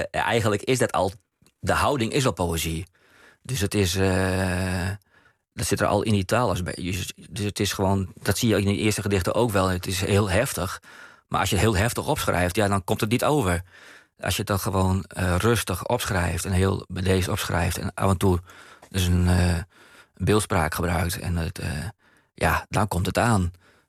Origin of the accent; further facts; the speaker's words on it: Feanwâlden, Friesland, Netherlands; Ik ben opgegroeid in het Noord. Oost-Friesland, in Veewouden, daar spreken ze Woudfries.